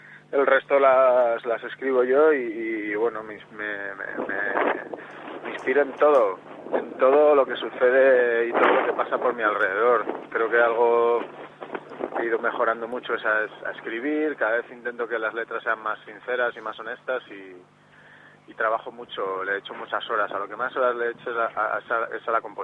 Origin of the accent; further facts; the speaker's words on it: Salamanca, Castile and León, Spain; now in Madrid, Spain; Bueno, pues soy de Salamanca.